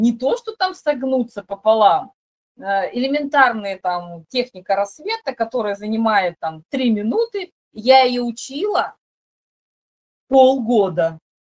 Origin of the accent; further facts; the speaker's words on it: Crimea, Ukraine; born there; при том, что я родилась в Крыму, мне ставили рахит.